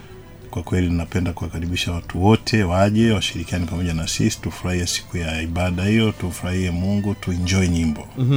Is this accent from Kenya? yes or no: no; Tanzania; Sisi ni Watanzania